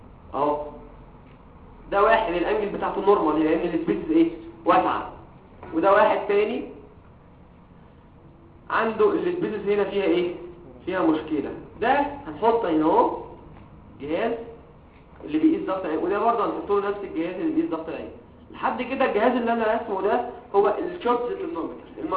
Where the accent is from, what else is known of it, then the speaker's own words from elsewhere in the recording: Egypt; انا مصري زي كل حاجه